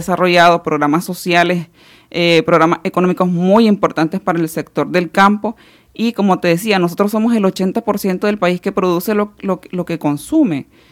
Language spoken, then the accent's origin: Spanish; Nicaragua; no solamente nosotras como parte de nuestra asociación o como campesina o como ciudadanas nicaragüenses